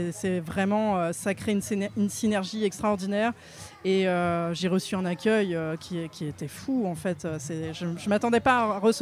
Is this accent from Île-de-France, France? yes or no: yes; Île-de-France, France; now in Tours, France; Ouais, j'ai grandi en Seine-et-Marne, mais j'habite à Tours.